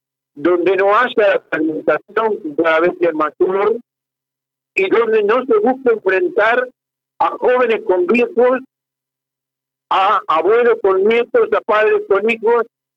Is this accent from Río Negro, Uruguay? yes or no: yes; Fray Bentos, Río Negro, Uruguay; moved away; yo soy de Faiventos, hace 45 años que estoy acá